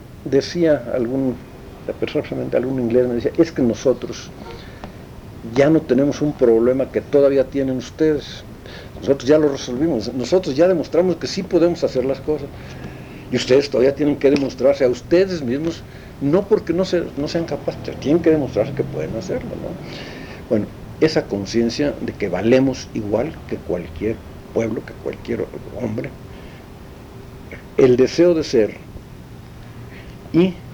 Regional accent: Mexico; esto tenemos que cuidarlo por sobre todas las cosas para poder seguir siendo mexicanos

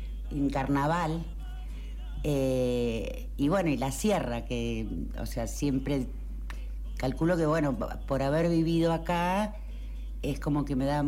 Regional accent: Mar del Plata, Buenos Aires Province, Argentina; born there; Yo en realidad, bueno, no nací acá, nací en Mar del Plata. Mi familia se vino por el tema del casino hace 60 años. Pero bueno, hice toda la escuela, el jardín de infantes a la secundaria, lo transité acá.

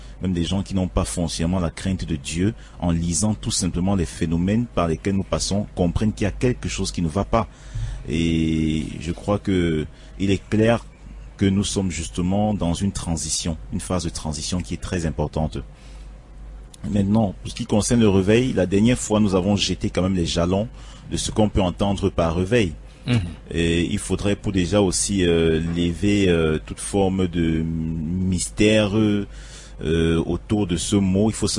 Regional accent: Cameroon; c'est parce que nous sommes Camerounais.

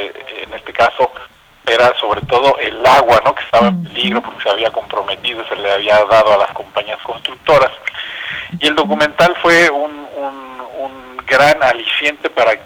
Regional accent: Cuernavaca, Morelos, Mexico; soy de Cuernavaca, soy nacido en Cuernavaca, muy relacionado con comunidades indígenas. Desde niño he escuchado la lengua náhuatl, la hablo

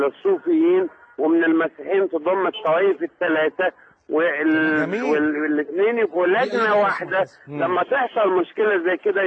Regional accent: Egypt; احنا مصريين

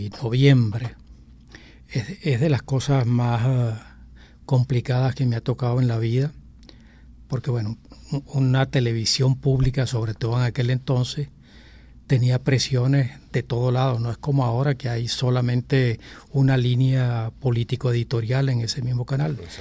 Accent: Venezuela; also born or lived in Portugal; Yo nací en Portugal, soy un inmigrante infantil para Venezuela, el año de 1947, y fue algo así como 3 meses de mar.

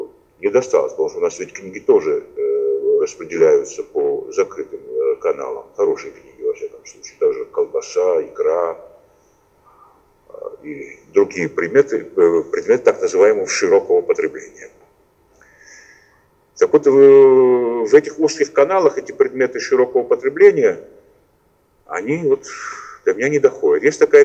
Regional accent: Tbilisi, Georgia; почему по случайности библиотечных потоков в моем родном городе Тбилиси, именно когда я учил английский язык

